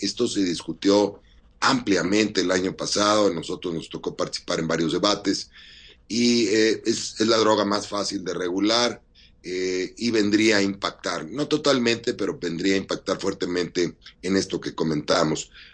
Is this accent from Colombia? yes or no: no; Mexico; No hay manera que como mexicanos pudiéramos pensar que están nuestros hijos mejor protegidos